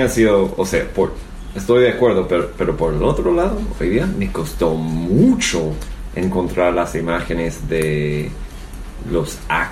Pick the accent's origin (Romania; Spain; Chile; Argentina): Chile; siendo chilenos es llamativo como eso